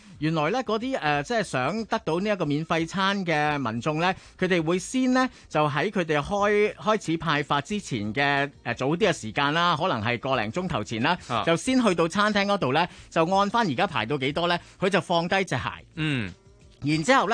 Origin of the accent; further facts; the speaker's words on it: Hong Kong; 哦，有兩個字咧，我哋香港人都會成日用嘅